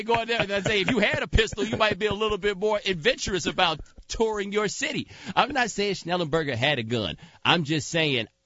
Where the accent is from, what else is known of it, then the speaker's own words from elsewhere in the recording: Texas, United States; Look, I'm from Texas, bruh. I'm just telling you this right now.